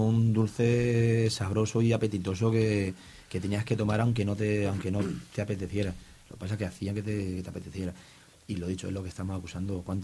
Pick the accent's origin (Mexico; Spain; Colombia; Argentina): Spain; Yecla, Region of Murcia; Yo digo que yo soy de Yecla y ahí la industria que hay mayoritaria es la madera.